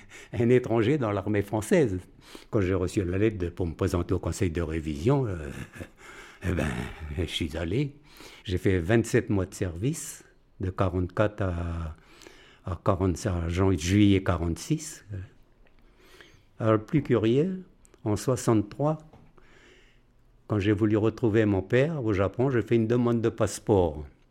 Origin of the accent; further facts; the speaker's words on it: France; Je dis, voilà, monsieur, je suis français.